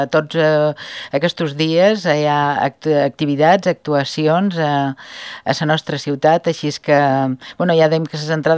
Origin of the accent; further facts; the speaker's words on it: Ibiza, Balearic Islands, Spain; born there; farà anys que jo vaig néixer dalt vila, a Sa Carrossa.